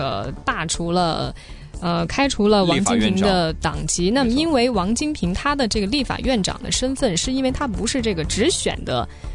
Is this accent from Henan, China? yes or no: no; Jiangxi, China; 在我老家在江西还真的有很多地方是有他的墨迹的、